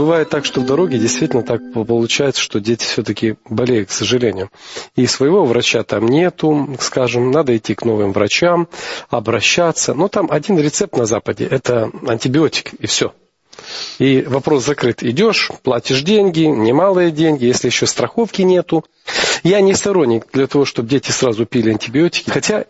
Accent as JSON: {"language": "Russian", "region": "Kyiv", "country": "Ukraine", "tie": "born there", "said": "я родился в Московском районе, Сталинки, а сейчас это Голосеевский район."}